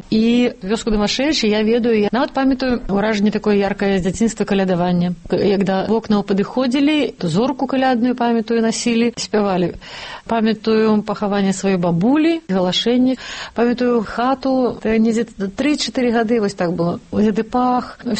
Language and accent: Belarusian; Baranavichy, Brest Region, Belarus; born there; Лічуся я, што нарадзілася ў Баранавічах, але сама лічу сябе дамашоўкай. Гэта вёска 10 кіламетраў ад Баранавіч, Дамашэвіч, дзе нарадзіліся мае бацькі.